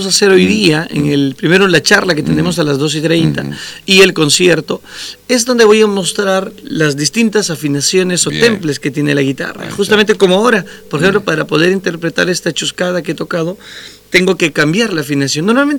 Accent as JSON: {"language": "Spanish", "town": "Huaraz", "region": "Ancash", "country": "Peru", "said": "Yo vengo de la ciudad de Huaraz, del departamento de Ancash"}